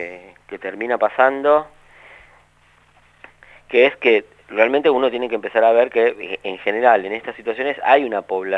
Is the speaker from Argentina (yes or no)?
yes; Argentina